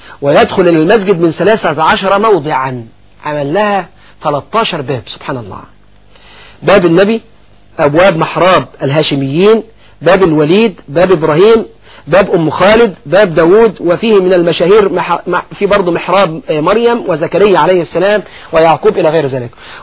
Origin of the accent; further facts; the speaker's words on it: Egypt; محافظة الشرقية حاليا عندنا في مصر